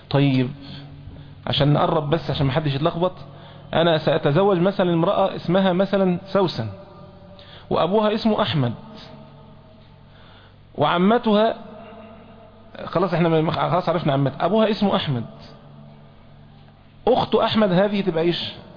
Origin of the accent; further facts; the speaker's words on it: Egypt; احنا عندنا في مصر مثلا نسمي العمة المجازية جدة